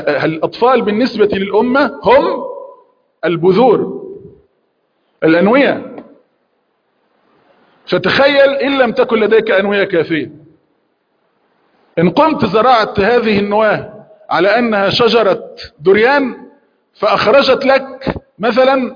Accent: Egypt; عندنا في مصر يقولون مصارين البطن تتخانق

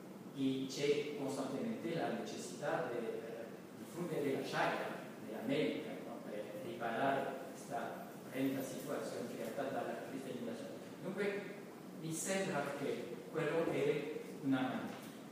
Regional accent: China; Italian is a second language; Come cinese, non voglio dire che è lo stesso

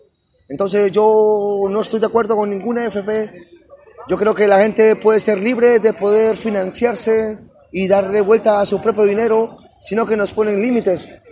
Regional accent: Peru; de Perú, soy un artesano de la calle

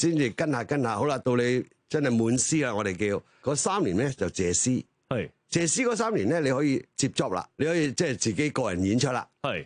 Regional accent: Hong Kong; born there; 我喺香港出世。

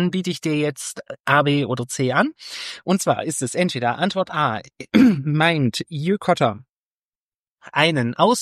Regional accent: Rhineland, Germany; Ich bin Rheinländer, ich kann kein MSCH hintereinander aussprechen, ohne da ein P oder ein T reinzumachen.

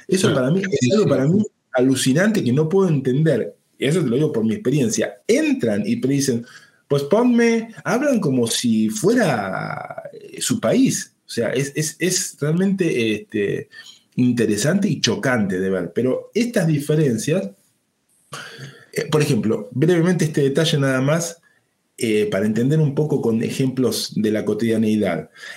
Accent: Buenos Aires, Argentina; La sensación como un argentino, porteño, argentino, pampeano, digamos, que soy yo, es...

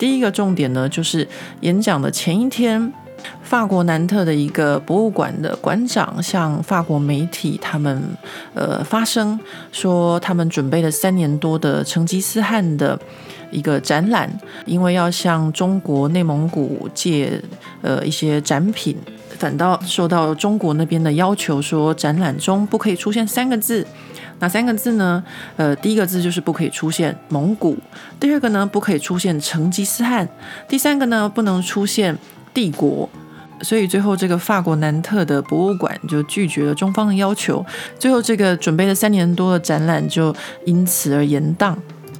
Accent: Taiwan; 像我们这种在台湾长大没有什么被监视的经验的人来说呢

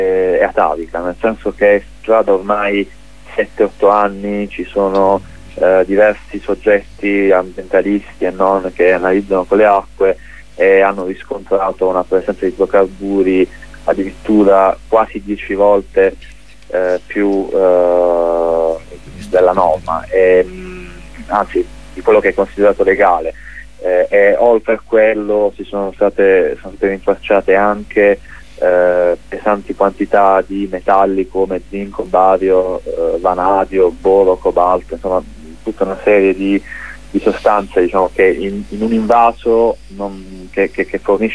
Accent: Apulia, Italy; Sicuramente come pugliesi chiediamo

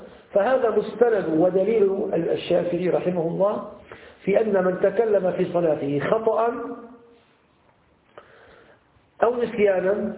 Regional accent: Syria; يعني بعامية عندنا في الشام

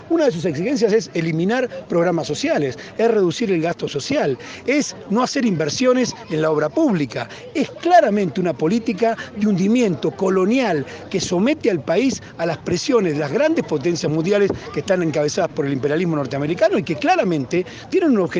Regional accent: Buenos Aires, Argentina; en la provincia de Buenos Aires, que es de donde yo vengo, en la capital

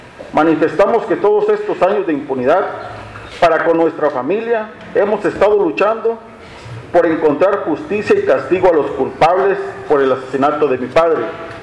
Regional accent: Mexico; debemos afrontar como mexicanos y mexicanas a causa de los atropellos del sistema

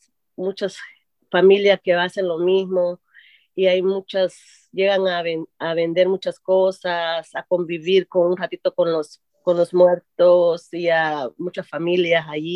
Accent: El Salvador; Y soy del Salvador.

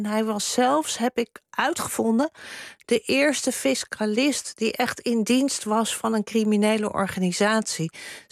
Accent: Amsterdam, North Holland, Netherlands; Ik ben ook opgegroeid in Amsterdam-Zuid, Beethovenbuurt.

